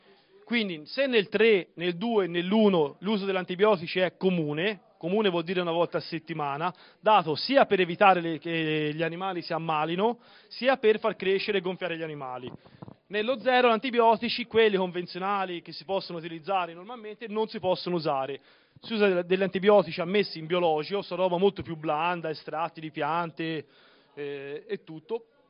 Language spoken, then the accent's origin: Italian; Tuscany, Italy; Allora, siamo del Chianti, questa vi tocca.